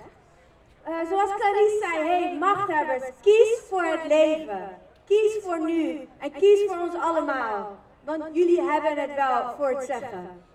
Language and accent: Dutch; Afghanistan; ik ben zelf Afghaans, ik kom uit Afghanistan.